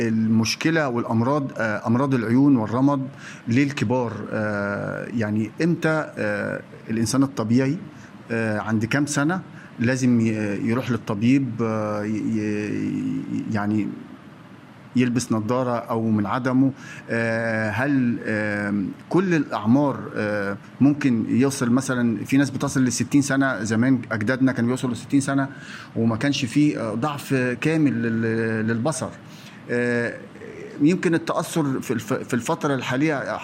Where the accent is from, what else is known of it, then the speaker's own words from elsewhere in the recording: Egypt; وحضرتك عارف وانا مصري وحضرتك مصري